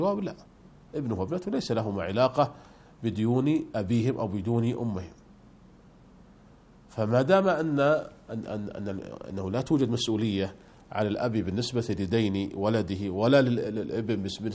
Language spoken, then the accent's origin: Arabic; Saudi Arabia; عندنا في المملكة العربية السعودية الضمان الاجتماعي